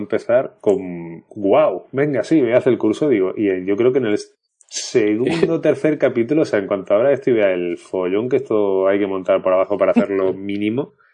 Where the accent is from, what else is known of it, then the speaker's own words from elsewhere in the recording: Málaga, Andalusia, Spain; yo salí al quite diciéndole que malagueño era yo, pero que aquí el amigo era de Sevilla